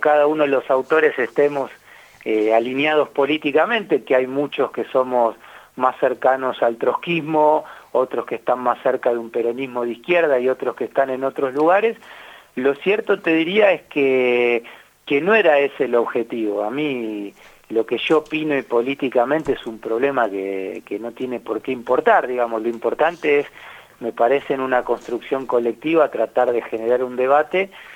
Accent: Argentina; como actores políticos y como argentinos en definitiva

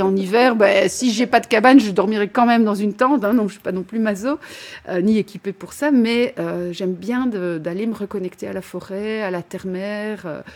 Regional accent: Liège, Wallonia, Belgium; effectivement, j'ai 53 ans, je viens de la région de Liège en Belgique

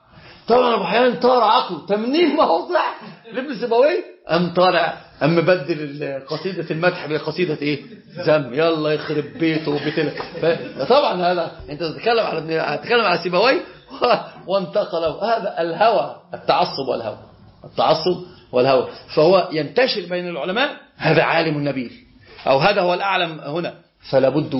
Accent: Egypt; هنا بقى عندنا في مصر

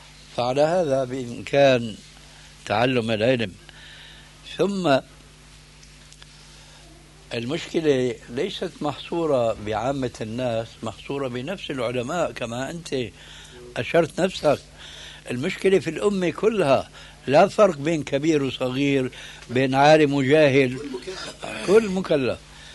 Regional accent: Syria; لكن كما يقولون عندنا في الشام بدها زكتاف،

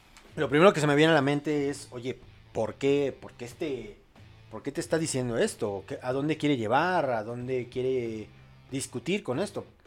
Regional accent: Mexico; al menos en mi país, en México

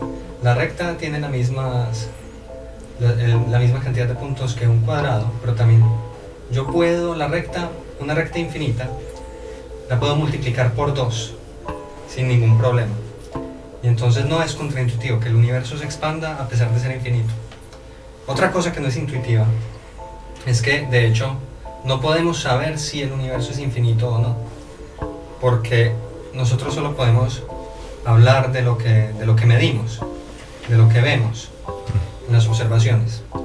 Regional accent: Medellín, Antioquia, Colombia; Y mi ciudad natal es Medellín, en Colombia.

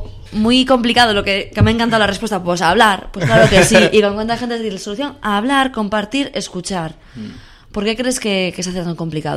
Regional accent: Galicia, Spain; yo soy gallega también del norte

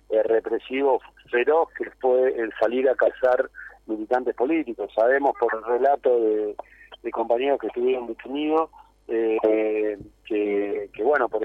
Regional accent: Argentina; vamos a tener que sacar nosotros como argentinos conclusiones de lo que pasó acá

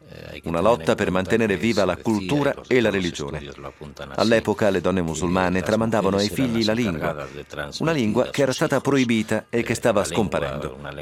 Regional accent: Spain; Italian is a second language; periodo fondamentale nella storia della Spagna. Credo che nel XVI secolo, fondamentale nella storia del mio paese

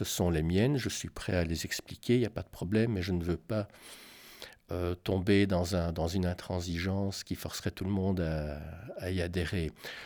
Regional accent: Belgium; compte tenu de ce qu'est la vie par chez nous en Belgique, est difficile à faire

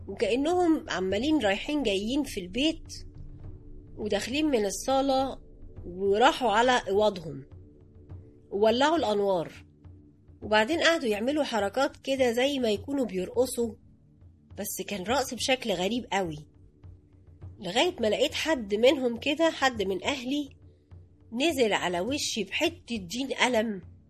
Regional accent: Alexandria, Alexandria Governorate, Egypt; now in Cairo, Egypt; انا اصلا من اسكندرية وجيت على القاهرة عشان اشتغل،

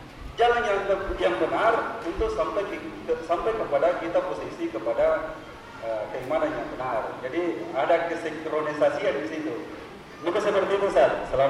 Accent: Makassar, South Sulawesi, Indonesia; saya ini berasal dari daerah Makassar. Jadi kita itu di sini kan ada kultur yang namanya sirik.

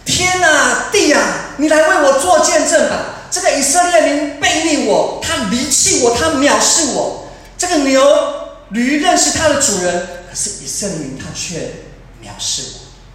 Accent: Taiwan; 我们台湾身处的这个环境，最近因为这个疫情的关系，我们都觉得作为一个台湾人很有感

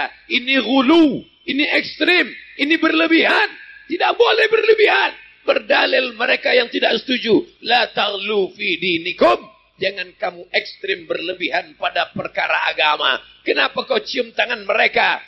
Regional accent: Riau, Indonesia; tapi di Riau kampung halaman kami masih ada.

